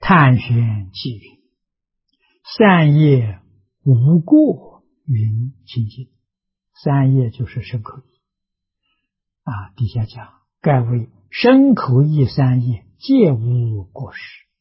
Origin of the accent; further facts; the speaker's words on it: China; 一切众生本来是佛，啊，跟我们中国人讲的人之初性本善是很接近的